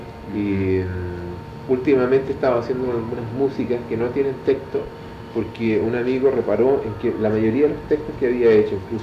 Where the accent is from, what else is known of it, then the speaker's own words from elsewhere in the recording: Chile; De esa picardía del chileno, ¿no? De los choros que somos, los buenos que somos los chilenos.